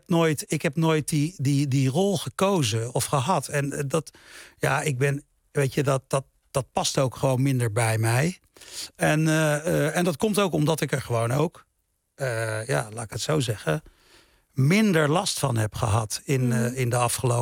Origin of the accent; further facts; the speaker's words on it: Suriname; Dat het feit dat ik uit Suriname kom. Dat ik uit een niet-Surinaamse familie kom.